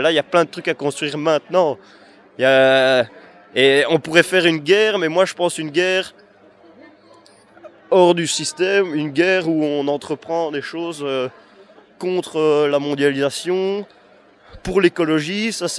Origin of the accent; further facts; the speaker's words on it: Wallonia, Belgium; Moi, je suis wallon